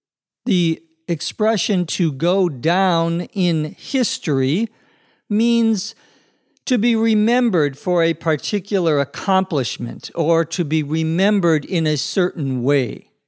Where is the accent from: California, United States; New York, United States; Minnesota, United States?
Minnesota, United States; including the Native American civilizations in the area where I grew up in Minnesota, where you can still see burial mounds from the ancient American Indian civilizations.